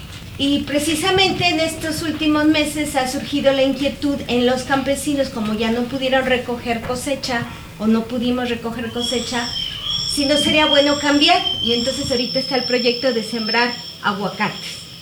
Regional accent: Oaxaca, Mexico; como los que venimos de Oaxaca, al menos de la zona de Los Valles, nos dimos cuenta que la milpa no se dio

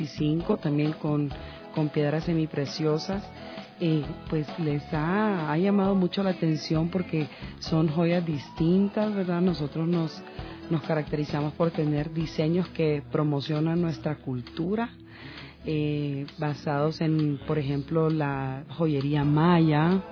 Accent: Honduras; now in Ecuador; Porque tenemos un acento muy peculiar los hondureños

